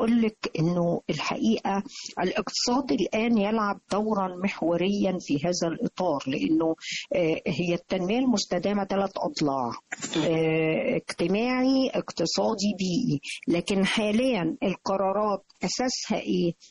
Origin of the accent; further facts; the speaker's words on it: Egypt; يعني ما بيبقاش فيه اهتمام عندنا في مصر